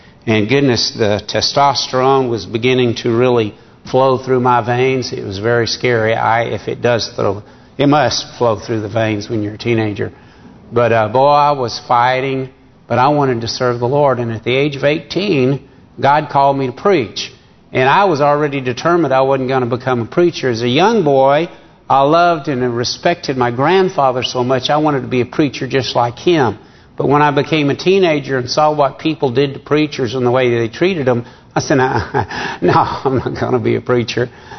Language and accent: English; Rogers, Arkansas, United States; Well, I grew up in Rogers. I said I was out here. At the age of seven, Mom had remarried. And so we moved to Rogers.